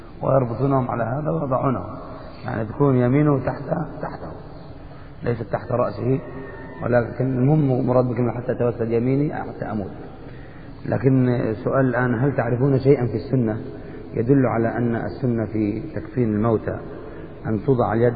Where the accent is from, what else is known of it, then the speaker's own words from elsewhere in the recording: Egypt; أنا كنت أسمع العامة في مصر يذكرون هذا المعنى